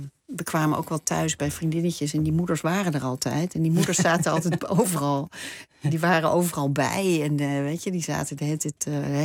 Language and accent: Dutch; Gelderland, Netherlands; Op de Veluwe. In een bos.